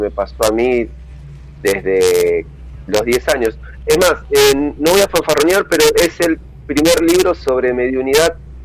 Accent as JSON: {"language": "Spanish", "town": "Lanús", "region": "Buenos Aires Province", "country": "Argentina", "said": "Yo vengo de Lanús Este"}